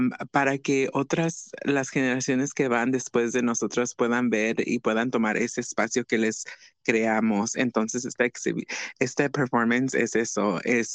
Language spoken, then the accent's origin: Spanish; Oaxaca, Mexico; yo soy una mujer transgénero, yo soy de Oaxaca, y yo soy una artista